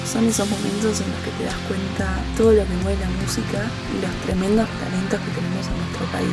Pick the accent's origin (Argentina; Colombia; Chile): Argentina; General Pico, La Pampa; now in Buenos Aires, Argentina; de General Pico. Estoy estudiando en Buenos Aires